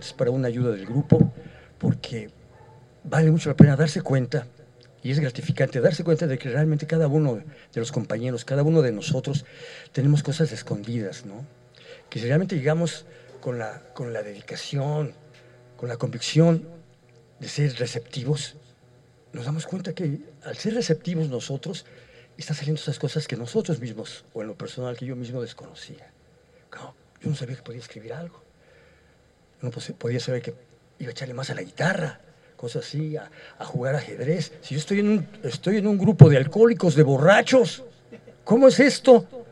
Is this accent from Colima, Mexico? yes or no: no; Iztapalapa, Mexico City, Mexico; Yo no soy de aquí, yo vengo de México, de Iztapalapa. Estoy en Iztapalapa, en Xochimilco y todo eso.